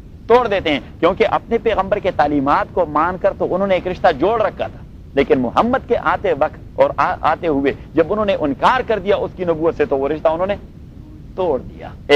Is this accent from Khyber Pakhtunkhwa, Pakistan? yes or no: yes; Lahor, Khyber Pakhtunkhwa, Pakistan; لاہور میرا علاقہ ہے, سوابی میرا ضلع ہے, صحیح ہے, این ڈبلیو ایف پی میرا صوبہ ہے, پٹھانوں کا اور پشتونوں کا.